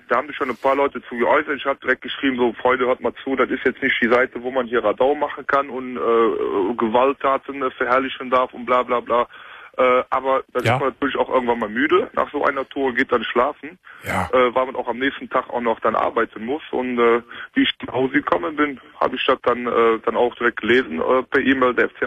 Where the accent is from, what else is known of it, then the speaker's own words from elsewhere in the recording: Cologne, North Rhine-Westphalia, Germany; Ich bin Kölner durch und durch.